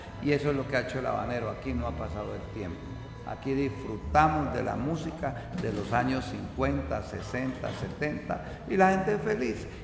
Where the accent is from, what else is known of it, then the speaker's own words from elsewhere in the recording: Cali, Valle del Cauca, Colombia; para generar escenarios que le den identidad a la ciudad de Cali como orgullosamente caleños que somos.